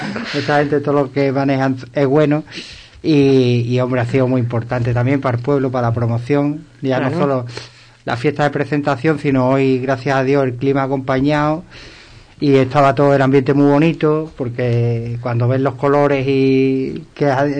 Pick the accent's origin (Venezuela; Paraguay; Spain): Spain; Ubrique, Andalusia; no es porque sea mi pueblo, pero Ubrique desde el cielo todavía es más bonito